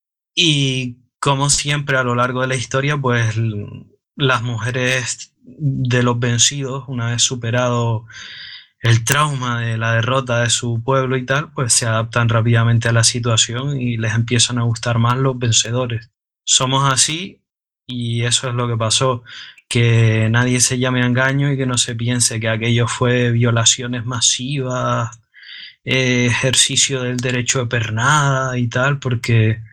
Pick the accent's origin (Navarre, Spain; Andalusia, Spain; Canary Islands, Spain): Canary Islands, Spain; como se dice en Canarias, en mi tierra